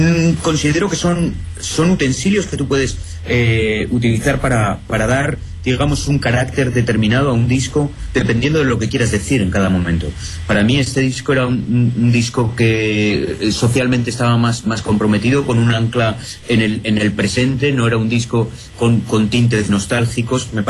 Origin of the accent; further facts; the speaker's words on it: Spain; Yo me siento muy querido en Argentina, siendo español.